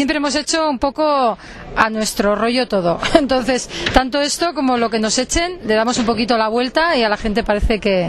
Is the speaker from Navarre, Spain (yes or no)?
yes; Burlada, Navarre, Spain; coincidimos porque somos del mismo pueblo, que somos de Burlada, y ha sido más fácil.